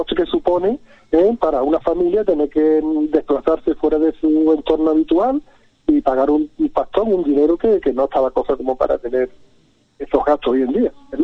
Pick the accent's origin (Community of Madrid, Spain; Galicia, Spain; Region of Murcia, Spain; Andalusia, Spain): Andalusia, Spain; Algeciras; Yo soy de Algeciras, yo no estoy pidiendo que se vaya a Algeciras